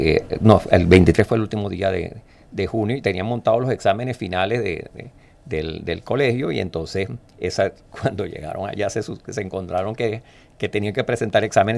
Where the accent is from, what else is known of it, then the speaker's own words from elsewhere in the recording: Maracaibo, Zulia, Venezuela; Los maracuchos no se molesten conmigo, pero yo soy maracucho también.